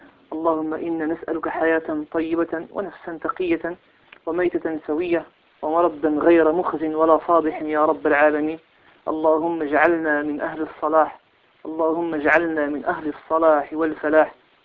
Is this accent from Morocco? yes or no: yes; Morocco; كما هو الحال في بلدنا المغرب،